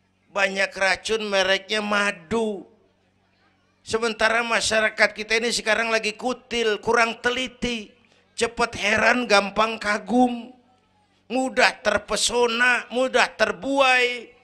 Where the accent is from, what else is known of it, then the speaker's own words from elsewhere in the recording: Kebayoran, Jakarta, Indonesia; born there; Bahwa saya lahir di Kebayoran, itu mah kebetulan.